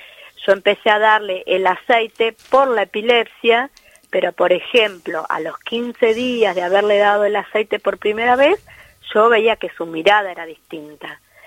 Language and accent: Spanish; Tandil, Buenos Aires Province, Argentina; yo soy de Tandil, sí, que está más o menos a 400 kilómetros de Buenos Aires